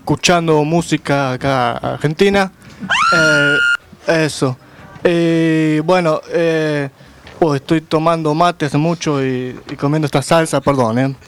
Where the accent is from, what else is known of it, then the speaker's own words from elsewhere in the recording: Kingston, Jamaica; Spanish is a second language; Al lado de Kingston.